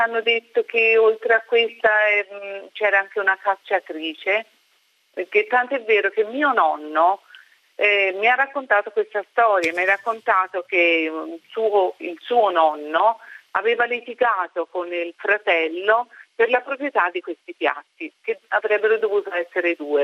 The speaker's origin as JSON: {"language": "Italian", "town": "Lucca", "region": "Tuscany", "country": "Italy", "said": "Sì, sono di Lucca"}